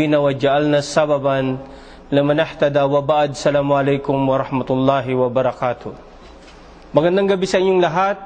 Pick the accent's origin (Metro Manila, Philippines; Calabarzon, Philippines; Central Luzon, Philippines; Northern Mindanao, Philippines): Metro Manila, Philippines; Manila; now in Saudi Arabia; father ko ay Bicolano. Pero maroon din ako ng salitang Ilocano. Lumaki ako ng Maynila at sa Tondo ako lumaki. Matagal na ako nasa Saudi Arabia. Dumating ako ng Saudi Arabia 1980.